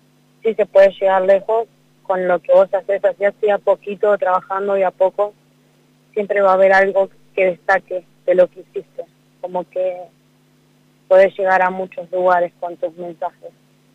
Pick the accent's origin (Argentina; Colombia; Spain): Argentina; Cutral Có, Neuquén; now in Cipolletti, Argentina; a formar palabras mientras iba leyendo los carteles de mi ciudad, que soy de Cutralcó. Estoy actualmente en Cipolletti y Río Negro, pero represento el sur y el valle